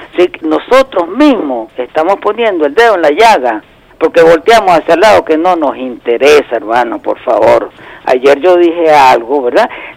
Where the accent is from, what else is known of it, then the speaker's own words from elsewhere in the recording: Venezuela; cómo entendernos como venezolanos, como compatriotas